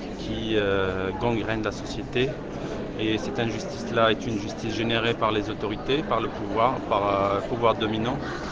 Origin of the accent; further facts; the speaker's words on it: Rif, Morocco; donc je suis du Rif, au nord du Maroc